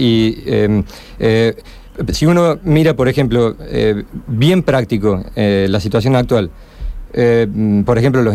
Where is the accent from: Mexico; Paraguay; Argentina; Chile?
Argentina; Córdoba; Bueno, sí, yo soy cordobés. Y efectivamente he vivido en el interior también.